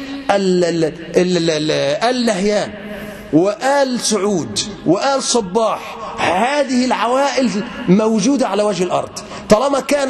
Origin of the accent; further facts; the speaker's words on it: Egypt; طب ما عندنا في مصر مثلا